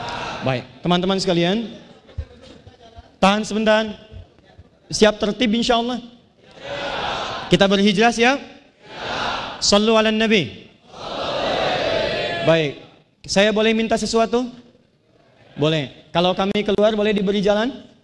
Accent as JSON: {"language": "Indonesian", "region": "Banten", "country": "Indonesia", "tie": "born or raised there", "said": "Saya putra Banten. Saya menyayangi Anda. Dan dimanapun saya berada, saya akan selalu mengatakan pada dunia bahwa saya dari Banten"}